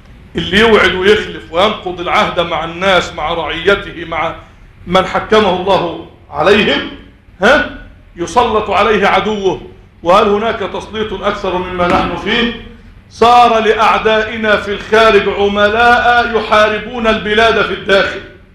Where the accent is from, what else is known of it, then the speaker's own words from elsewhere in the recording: Egypt; اللهم إنا نسألك أن تجعل بلدنا مصر أمنا أمانا سخاء رخاء